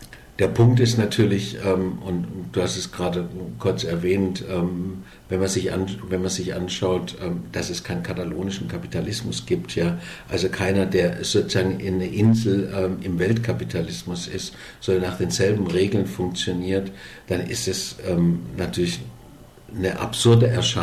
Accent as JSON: {"language": "German", "country": "Germany", "said": "Ja, und ich war als Deutscher unglücklicherweise ein bisschen zu früh"}